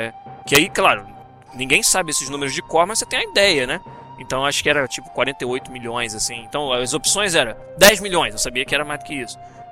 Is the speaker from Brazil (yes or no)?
yes; Rio de Janeiro, Brazil; now in Vancouver, Canada; Mas eu sou carioca, pô, vim pra Vancouver, então pra mim é frio pra, cacete.